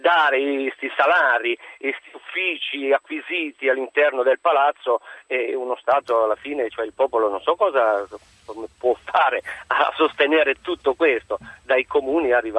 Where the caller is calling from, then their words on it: Sanremo, Liguria, Italy; Sono da Sanremo, ciao